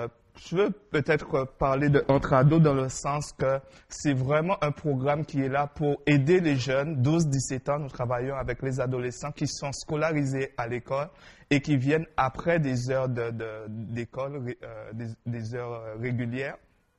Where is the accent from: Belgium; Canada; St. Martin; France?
St. Martin; Parce que je viens de l'île de Saint-Martin, ça me fait penser à la plage.